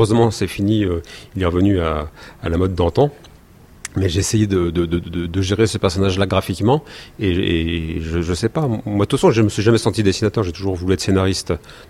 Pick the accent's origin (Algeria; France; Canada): France; en tant que bon français